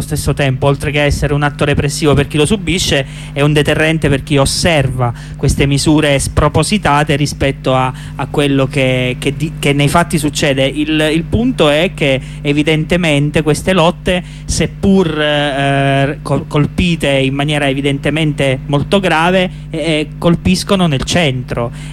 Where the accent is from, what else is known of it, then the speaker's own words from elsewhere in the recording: Giulianova, Abruzzo, Italy; Uno in Abruzzo, insomma, nella mia terra, Giulianova